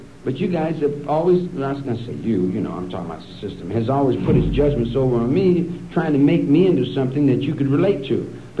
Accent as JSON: {"language": "English", "region": "Kentucky", "country": "United States", "lives_now": "Wheeling, United States", "said": "where I live in Wheeling, West Virginia. I'm from Kentucky. I'm a Kentucky boy."}